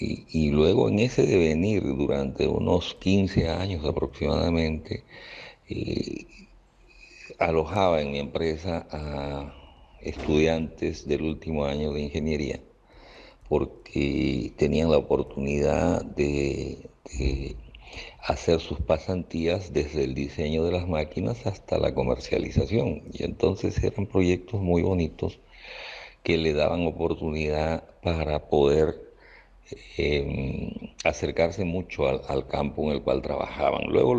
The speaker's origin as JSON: {"language": "Spanish", "country": "Peru", "moved": "yes", "lives_now": "Venezuela", "said": "soy ingeniero mecánico peruano, tengo 42 años en Venezuela, me vine muy joven con la intención de pasar un mes en Venezuela"}